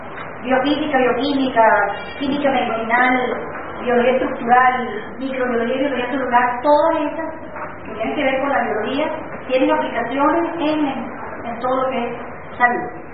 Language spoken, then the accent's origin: Spanish; Venezuela; es importante que nosotros, como venezolanos, la entendamos como nuestro patrimonio y la defendamos